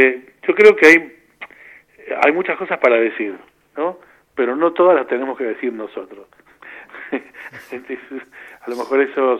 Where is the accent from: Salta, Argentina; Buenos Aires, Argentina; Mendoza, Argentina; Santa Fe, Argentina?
Buenos Aires, Argentina; born there; Pues yo soy nacido en La Paternal.